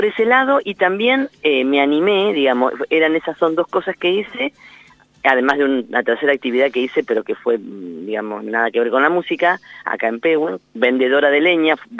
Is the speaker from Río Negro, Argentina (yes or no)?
no; Lincoln, Buenos Aires Province, Argentina; yo soy de Lincoln, oriunda de la ciudad de Lincoln